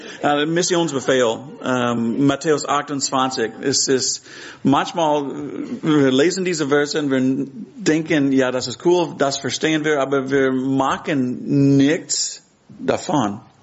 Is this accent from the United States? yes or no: yes; Texas, United States; now in Hamburg, Germany; ich komme ursprünglich aus Texas, aber jetzt wohne ich in Hamburg. Meine Frau Karen ist hier. Wir sind seit 4 Jahren hier in Hamburg